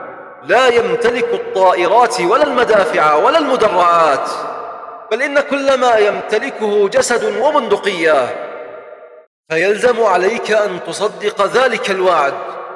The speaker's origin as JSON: {"language": "Arabic", "town": "Tal Afar", "region": "Nineveh", "country": "Iraq", "said": "وفي بلدتنا هذه يا شباب، في تل أعفر وصل الحال بهم إلى، تذكرون دورياتهم التي كانت تدخل إلى بعض أحياء المدينة"}